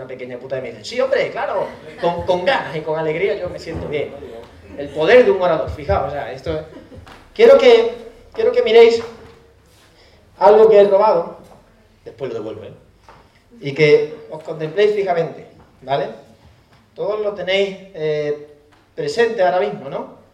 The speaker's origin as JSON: {"language": "Spanish", "town": "Cádiz", "region": "Andalusia", "country": "Spain", "tie": "born or raised there", "said": "Yo soy de Cádiz y pongo la playa, porque me he criado en la playa."}